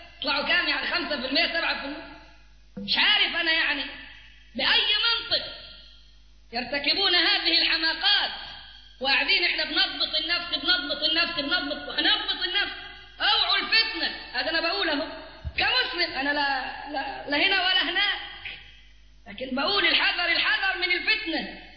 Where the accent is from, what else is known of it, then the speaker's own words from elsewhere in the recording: Cairo, Cairo Governorate, Egypt; وشوية عندنا في القاهرة قاعدين برفضه